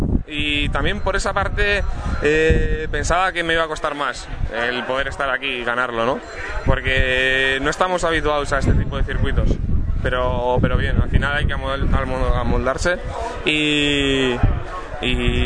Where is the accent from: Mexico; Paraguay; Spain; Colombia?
Spain; Bilbao, Basque Country; está tiro piedra para nosotros, que somos de Bilbao